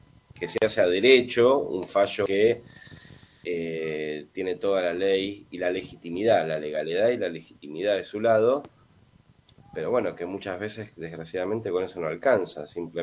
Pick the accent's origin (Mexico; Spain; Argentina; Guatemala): Argentina; Buenos Aires; no del Bolsón, yo soy de Buenos Aires.